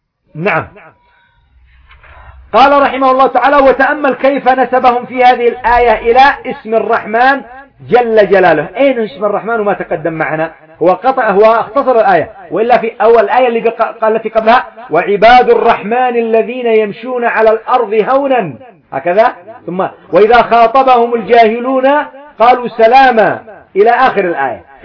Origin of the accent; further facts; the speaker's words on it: Yemen; ومنها إيش يسعى مثلا عندنا في اليمن، إيش يفعلون؟